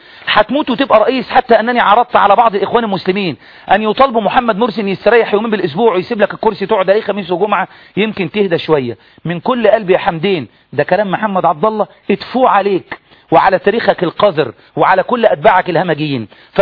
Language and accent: Arabic; Egypt; إحنا بقى كمصريين نعمل إيه عشان بلدنا؟ نسيبها تضيع؟